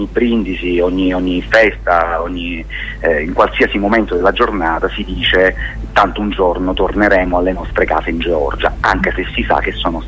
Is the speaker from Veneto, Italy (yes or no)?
no; Palermo, Sicily, Italy; Beh, diciamo che io sono palermitano